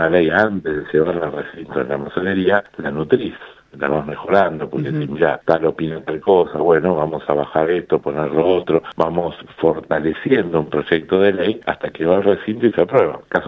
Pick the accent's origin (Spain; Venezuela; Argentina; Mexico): Argentina; nosotros decimos que como argentinos somos campeones mundiales en dividirnos por dos